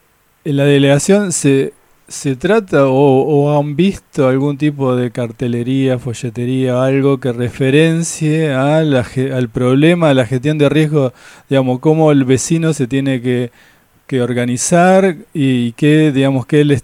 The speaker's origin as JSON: {"language": "Spanish", "town": "Tolosa", "region": "Buenos Aires Province", "country": "Argentina", "said": "yo, por ejemplo, soy de Tolosa y conocemos lo que ha pasado."}